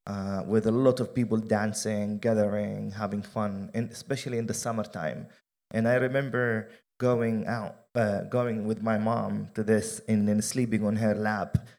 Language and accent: English; Jenin, Jenin Governorate, Palestine; favorite memory in Palestine. So, and then one more thing was also very very visible and very obvious growing up in Jenin, especially in the summertime.